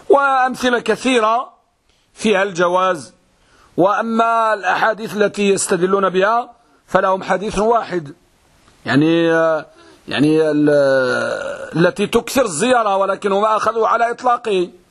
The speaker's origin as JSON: {"language": "Arabic", "country": "Morocco", "said": "حتى البعض يعني عندنا في المغرب يقول حق هذا الطعام"}